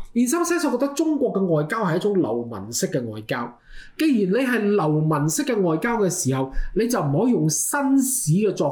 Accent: Canada; 我哋加拿大人好有禮啊，做咗少少嘢，我哋都成日同人講 sorry

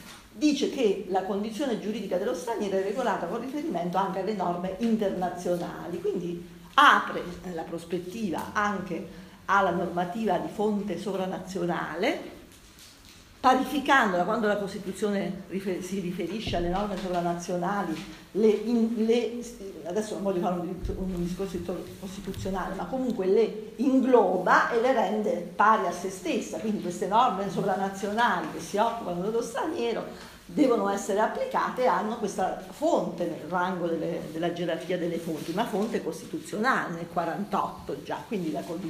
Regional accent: Abruzzo, Italy; sono nata nel 57, mi ricordo l'emigrazione, sono nata in Abruzzo, come sentirete anche dal mio accento. Io sono nata in una terra di emigrazione

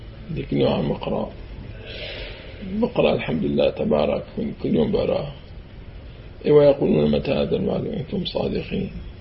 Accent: Syria; now in Jordan; أي القصة ما كانت تصير معي بعد ما طلعنا من الشام

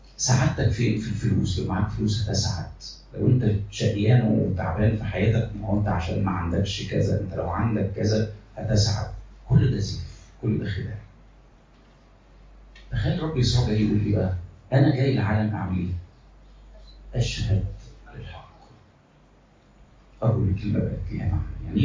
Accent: Egypt; مصريين، احنا مصريين

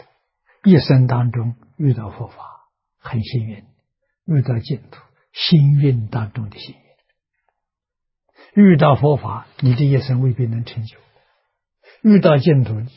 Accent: China; 释迦牟尼佛当年在世，住世80年，我们中国人算虚岁。

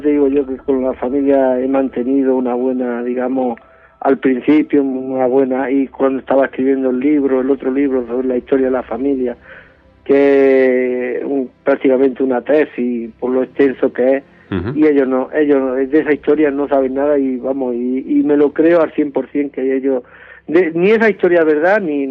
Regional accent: Sierra de Yeguas, Andalusia, Spain; No, yo soy malagueño, soy natural de Sierra Yegua.

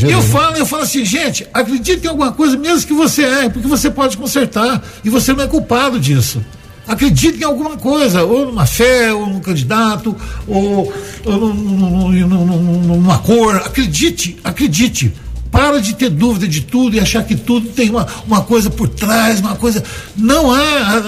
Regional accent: Brazil; E sou brasileiro, eu acho o seguinte

